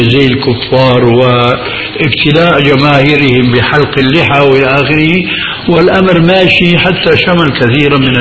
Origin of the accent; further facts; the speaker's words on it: Syria; نحن نعرف عندنا في الشام في ضلالة نجد أثرا منها في هذه البلاد أيضا